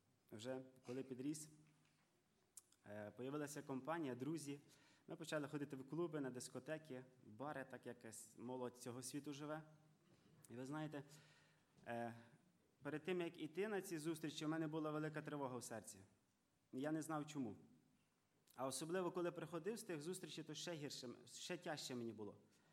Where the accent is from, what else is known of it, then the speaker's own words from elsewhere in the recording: Ivano-Frankivsk Oblast, Ukraine; сам я з Івано-Франківщини. Зараз я в гостях брата Толіка і сестри Ані. Сестра Ані моя землячка, ми з одного села родом. Я родився і виріс в невіруючій сім'ї.